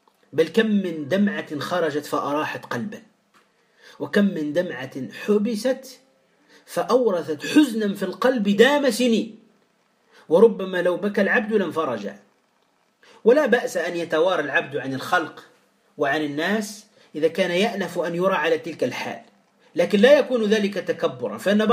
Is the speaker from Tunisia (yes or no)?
yes; Tunisia; يعني ماذا نقول في المثل عندنا في تونس يا إخوة؟